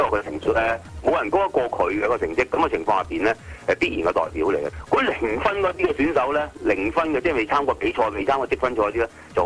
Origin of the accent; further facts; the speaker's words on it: China; 我哋中國人咧一般嚟講就一有個團體嘅時候咧，大家就有爭權